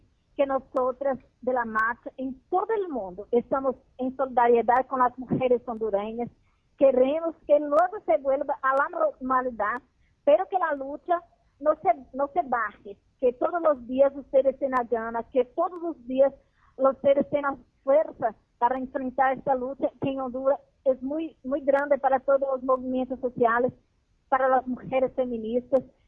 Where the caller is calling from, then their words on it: Brazil; Spanish is a second language; hablo desde Brasil, soy de la Marcha Mundial de las Mujeres de Brasil.